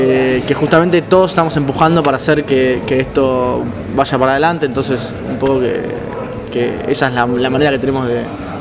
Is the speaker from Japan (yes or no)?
no; Buenos Aires, Argentina; Nosotros somos de ahí, de Padua, Merlo y Ituzaingó, del Oeste también.